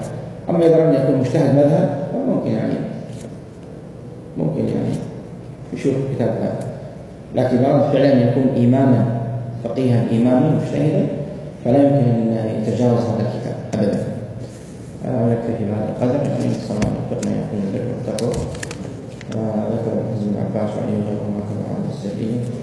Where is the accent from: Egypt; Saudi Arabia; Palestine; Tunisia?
Saudi Arabia; Hijaz; عندنا في السعودية